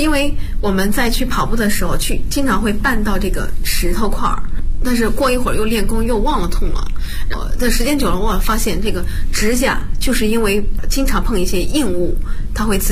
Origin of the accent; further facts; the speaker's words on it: Bozhou, Anhui, China; 我是华佗五禽戏第59代传承人，我来自安徽亳州。